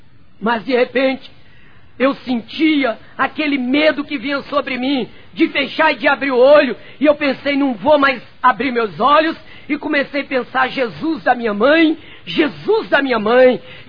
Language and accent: Portuguese; Rio de Janeiro, Brazil; Voltei para o Rio de Janeiro, para ali onde eu nasci e me criei, no bairro chamado Santa Amélia.